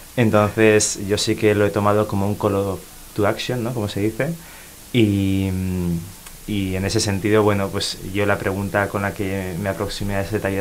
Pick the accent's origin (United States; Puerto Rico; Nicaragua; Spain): Spain; San Sebastián, Basque Country; Yo soy de Donostiarra